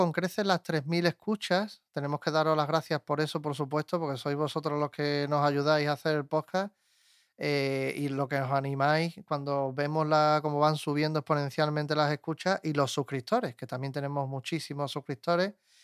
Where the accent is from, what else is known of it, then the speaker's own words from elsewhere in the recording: Germany; now in Seville, Spain; A mediados de los 80, mi primera Semana Santa, recién llegado de mi tierra natal, Alemania